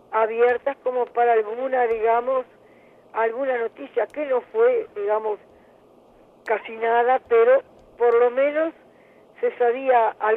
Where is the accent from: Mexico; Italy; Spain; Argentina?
Italy; porque yo soy italiana